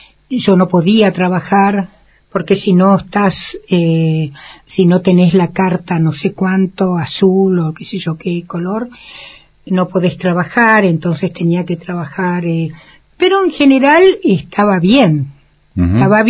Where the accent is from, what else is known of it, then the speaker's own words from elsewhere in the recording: Argentina; Y yo dije, Perón, porque soy argentina.